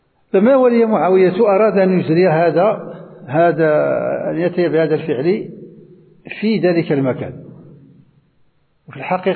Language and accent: Arabic; Morocco; وهو ما يسمى عندنا في المغرب بالخطارات